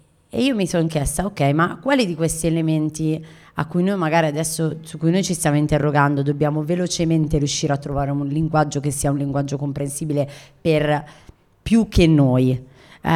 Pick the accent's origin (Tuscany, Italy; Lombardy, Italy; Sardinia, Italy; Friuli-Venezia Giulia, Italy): Lombardy, Italy; Milan; sono nata a Milano, mi sento milanese, gli anni 90 ho vissuto ho fatto qui i miei studi